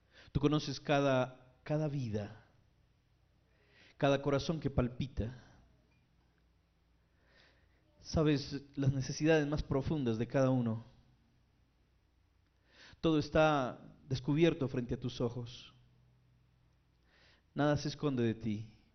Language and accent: Spanish; Armenia, Quindío, Colombia; moved away; Bueno, yo, aunque soy realmente de Armenia, soy cuyabro, pero llevo más de 20 años viviendo fuera.